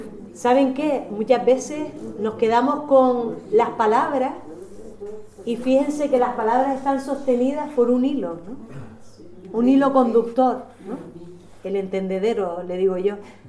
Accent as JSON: {"language": "Spanish", "region": "Canary Islands", "country": "Spain", "said": "pero para equivocarnos somos, en Canarias, muy mala mañana."}